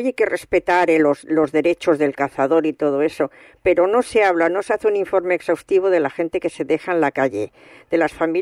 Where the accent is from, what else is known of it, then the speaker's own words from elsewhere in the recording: Barcelona, Catalonia, Spain; now in Madrid, Spain; Yo la verdad es que he nacido en Barcelona, soy catalana, tengo familia allí, llevo mucho tiempo en Madrid